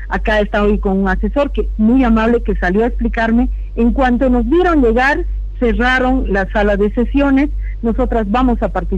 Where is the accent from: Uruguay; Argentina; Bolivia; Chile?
Bolivia; Lo que estaríamos haciendo como sociedad boliviana, entregando al feminicida la tenencia de la hija